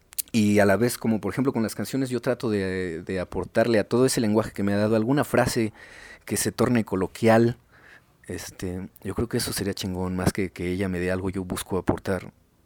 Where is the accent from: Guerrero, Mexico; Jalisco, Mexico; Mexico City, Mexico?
Mexico City, Mexico; Iztapalapa; yo nací en Iztapalapa, bueno, nací en un hospital que estaba en Coyoacán, pero pues yo vivo en Iztapalapa desde toda la vida, ¿no? Siempre me he movido de Chantes, he vivido por Canal de Chalco, en San Lorenzo Texonco